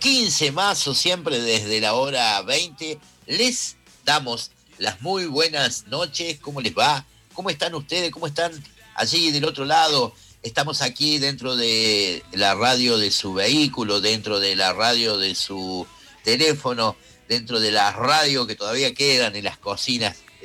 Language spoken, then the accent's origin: Spanish; Córdoba, Argentina; Yo soy de Barrio Müller, más, claro, acá de San Vicente.